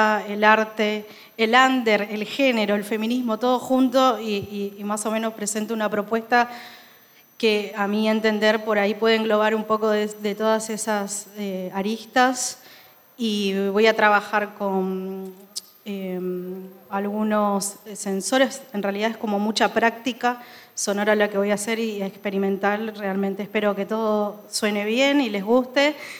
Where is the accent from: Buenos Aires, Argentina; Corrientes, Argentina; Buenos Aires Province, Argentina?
Corrientes, Argentina; Yo vengo del punk de Corrientes.